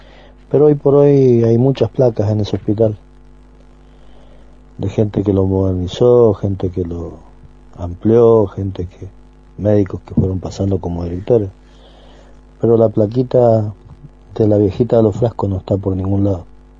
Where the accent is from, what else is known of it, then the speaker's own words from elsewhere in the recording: San Rafael, Mendoza, Argentina; Les estoy saludando y les estoy diciendo que soy de San Rafael Mendoza